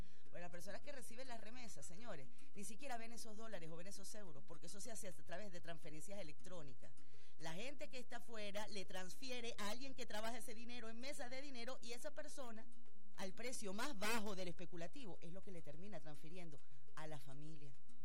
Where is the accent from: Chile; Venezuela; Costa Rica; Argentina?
Venezuela